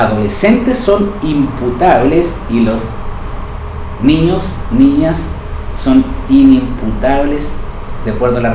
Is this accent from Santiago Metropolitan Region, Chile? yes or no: no; Bulnes, Ñuble, Chile; estoy hablando de mi pueblo, de Bulnes.